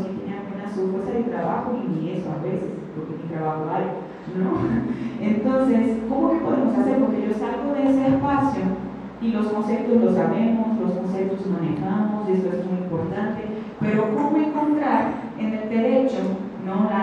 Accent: Maceió, Alagoas, Brazil; De allá, porque yo soy de Maceió

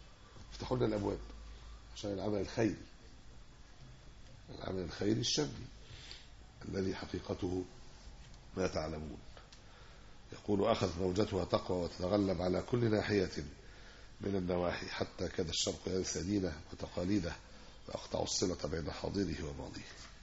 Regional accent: Egypt; يعني عندنا في مصر هنا

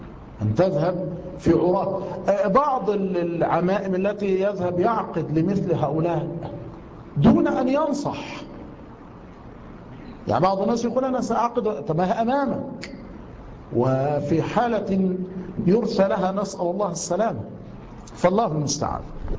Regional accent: Egypt; السفهاء عندنا في مصر

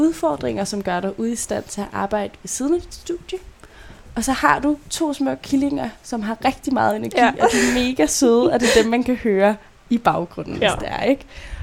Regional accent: Brøndby, Capital Region of Denmark, Denmark; Jeg er selv fra Brøndby

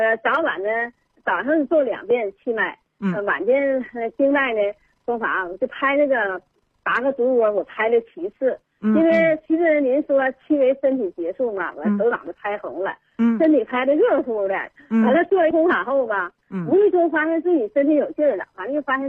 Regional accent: Shenyang, Liaoning, China; 今年75岁。

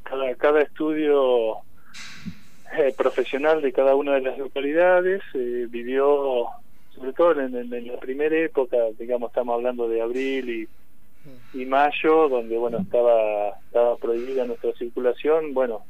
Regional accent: Rauch, Buenos Aires Province, Argentina; Yo soy de Rauch, sí, correcto.

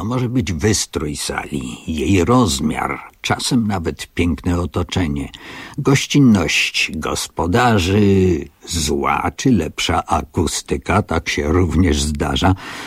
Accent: Kalisz, Greater Poland Voivodeship, Poland; moja babcia zawsze przestrzegała: uważaj, to są inni ludzie, my jesteśmy z Kongresówki, a tamto jest Zabór. Istotnie, kiedyś w historii tak się zdarzyło, że nam w Kaliszu niemiłosiernie panował car Wszechrosji

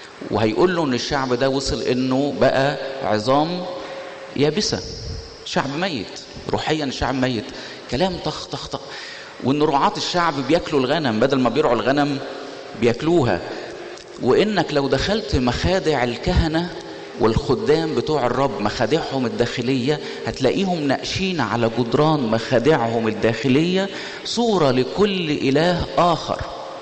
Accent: Egypt; احنا في النهاية كل واحد فينا شايل هويته في جيبه انه مصر، فبيبقى في حساسية شوية لما الواحد يبقى مصري

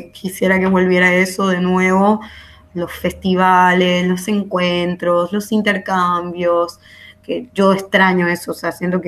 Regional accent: Venezuela; moved away as an adult; yo me fui de Venezuela en el 2017, como que pensando en ampliar mi proyecto y mis conocimientos en otros lugares, como que fue una decisión ya de años trabajando en Venezuela, viviendo, estudiando

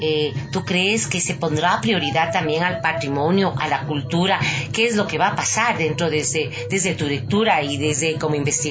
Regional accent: Ecuador; esa dignidad que nos representa como ecuatorianos, ecuatorianas, latinoamericanas

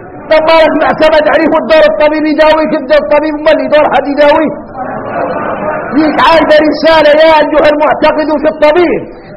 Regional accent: Mauritania; نحن موريتاني عندنا الاحوال عندنا الاحوال

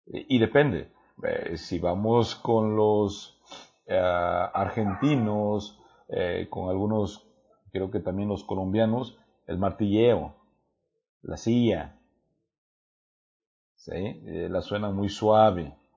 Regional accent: Mexico; no todos tenemos buena dicción o buena pronunciación, aun cuando somos mexicanos.

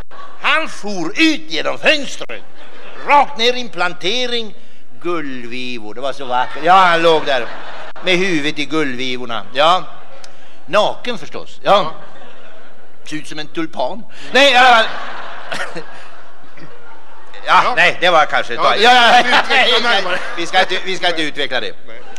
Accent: Jönköping, Jönköping County, Sweden; Ja, jag är från Småland. Jag är född i Jönköping egentligen från början.

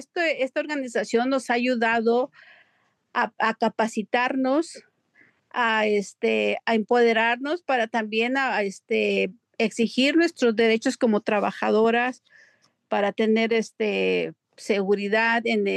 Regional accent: Cuernavaca, Morelos, Mexico; now in United States; soy del estado de Morelos, Cuernavaca, Morelos.

